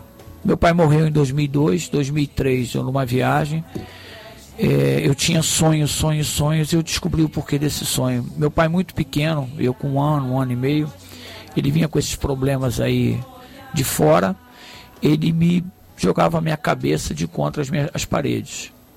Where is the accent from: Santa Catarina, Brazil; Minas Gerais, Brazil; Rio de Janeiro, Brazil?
Rio de Janeiro, Brazil; Eu sou tijucano, mas moro há 30 anos em Jacarepaguá.